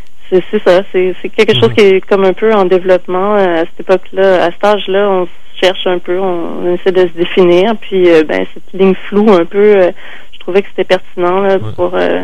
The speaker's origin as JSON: {"language": "French", "town": "Sept-Îles", "region": "Quebec", "country": "Canada", "said": "on a grandi à la même époque, donc on vient des régions, moi je viens de Sept-Îles, elle vient d'Amos, on a comme un peu le même background"}